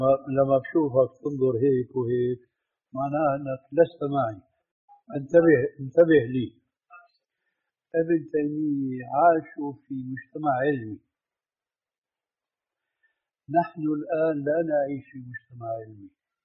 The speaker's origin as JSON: {"language": "Arabic", "country": "Syria", "said": "كما يقولون عندنا في سوريا ما عندهم بقى عمل إلا سد الحيطان أو إلقاء رجل على رجل."}